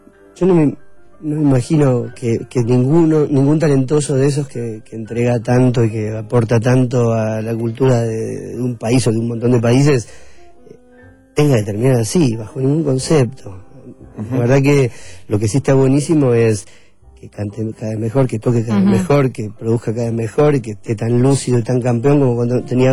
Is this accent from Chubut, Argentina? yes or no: no; La Plata, Buenos Aires Province, Argentina; born there; En La Plata.